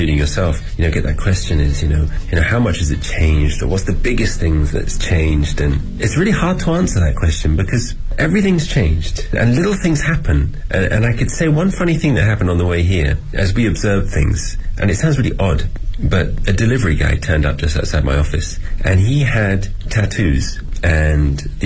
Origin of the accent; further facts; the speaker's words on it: England, United Kingdom; First of all, I'm English, so I have a natural advantage. I can always teach English.